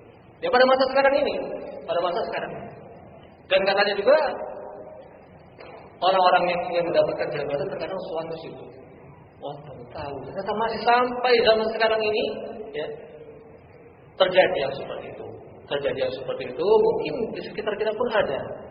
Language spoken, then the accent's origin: Indonesian; Purworejo, Central Java, Indonesia; sampai-sampai di kota saya juga, kota asal, Purworejo